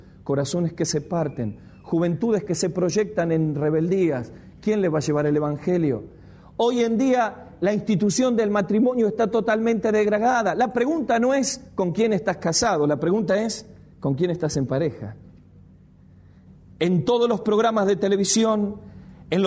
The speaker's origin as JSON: {"language": "Spanish", "country": "Argentina", "said": "qué progresismo, qué progre que somos los argentinos"}